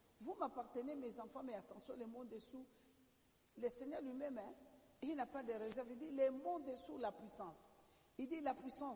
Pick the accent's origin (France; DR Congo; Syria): DR Congo; parce que je suis congolaise